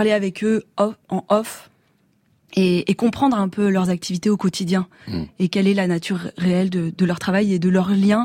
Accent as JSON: {"language": "French", "region": "Pays de la Loire", "country": "France", "tie": "born or raised there", "said": "Moi je suis pas bretonne, j'ai grandi dans le Maine-et-Loire."}